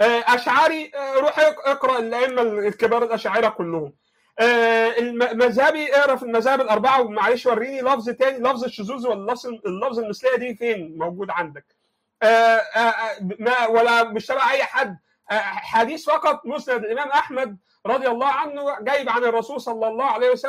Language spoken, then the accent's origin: Arabic; Egypt; I'm from Egypt.